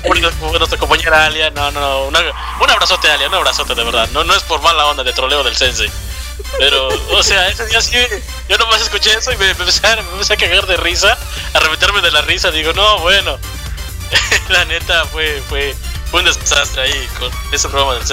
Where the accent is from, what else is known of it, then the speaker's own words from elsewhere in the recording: Puebla, Mexico; Soy poblano y la cumbia la llevo en la sangre.